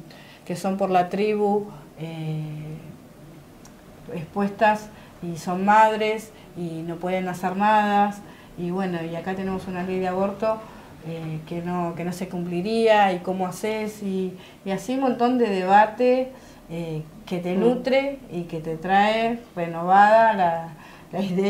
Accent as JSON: {"language": "Spanish", "region": "Buenos Aires", "country": "Argentina", "said": "nosotros somos de Buenos Aires y por ahí gestionamos más"}